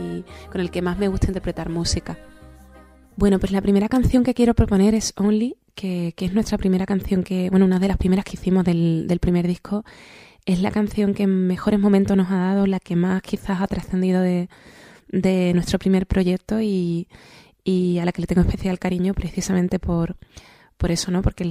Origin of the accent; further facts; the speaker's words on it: Seville, Andalusia, Spain; born there; Nací en Sevilla y estudié canto y guitarra.